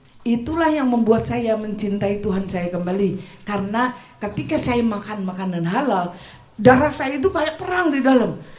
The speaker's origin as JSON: {"language": "Indonesian", "country": "Australia", "second_language": "Indonesian", "said": "saya ini orang asing. Saya ini paspornya biru. Saya orang Australia, tapi wajah Indo."}